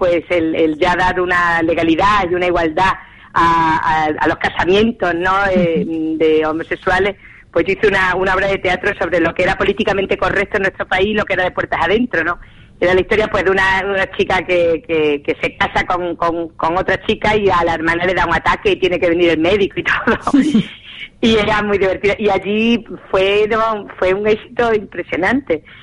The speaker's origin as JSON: {"language": "Spanish", "region": "Extremadura", "country": "Spain", "said": "y en Extremadura es nuestro plato fuerte, es decir, somos extremeños"}